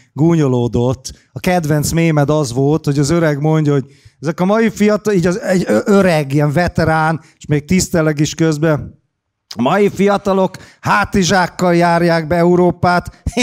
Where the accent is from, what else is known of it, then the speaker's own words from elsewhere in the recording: Hungary; Persze. A magyar vagyok.